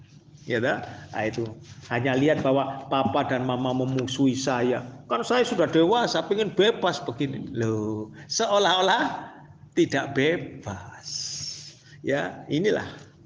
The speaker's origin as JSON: {"language": "Indonesian", "region": "Java", "country": "Indonesia", "said": "mohon maaf ya, saya karena saya orang Jawa, sering berkata"}